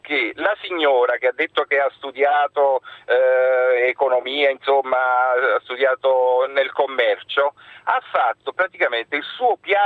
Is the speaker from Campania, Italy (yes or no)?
yes; Naples, Campania, Italy; now in Rome, Italy; io sono un napoletano che vive a Roma da 20 anni.